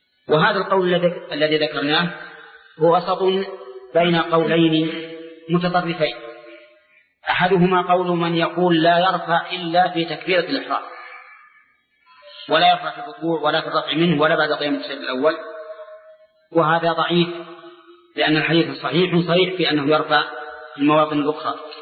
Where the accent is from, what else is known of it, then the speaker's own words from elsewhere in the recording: Saudi Arabia; كما يوجد عندنا في السعودية